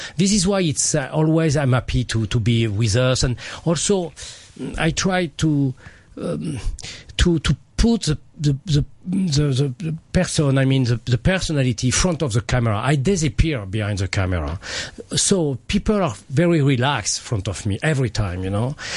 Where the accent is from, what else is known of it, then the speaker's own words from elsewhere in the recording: France; I come from France, and the culture every day in school and after.